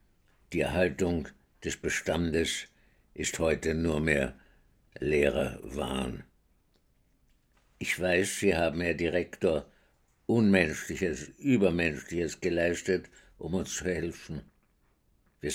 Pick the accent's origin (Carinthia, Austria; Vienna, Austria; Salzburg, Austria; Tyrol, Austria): Vienna, Austria; Ich bin in Wien geboren, 1921, und bin dort aufgewachsen in einer jüdischen Gemeinde, die nicht sehr orthodox war, aber fromm genug